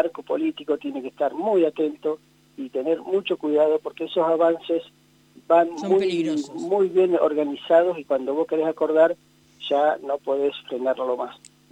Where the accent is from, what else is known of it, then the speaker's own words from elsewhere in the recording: La Pampa, Argentina; salimos de los límites de La Pampa y hay muchas cosas que veo y que creo que muchos de los pampeanos podemos coincidir